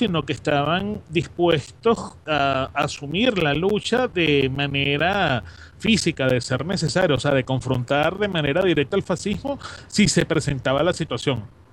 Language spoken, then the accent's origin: Spanish; Venezuela; todavía no tienen la concepción de lo que somos como venezolanos